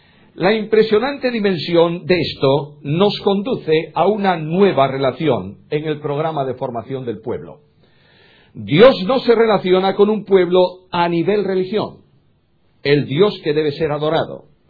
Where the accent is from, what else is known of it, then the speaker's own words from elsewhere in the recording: Galicia, Spain; Yo soy, bueno, primero gallego. Yo soy gallego y además español. Vivo en España y mi ciudadanía es española.